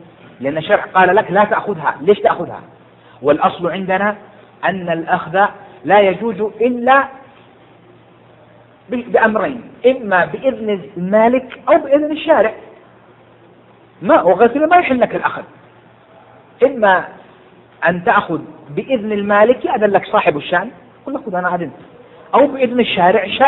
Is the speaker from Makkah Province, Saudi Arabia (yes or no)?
yes; Jeddah, Makkah Province, Saudi Arabia; لو واحد سقطت منه عندنا هنا عندنا في السعودية في جدة الآن 20 ريال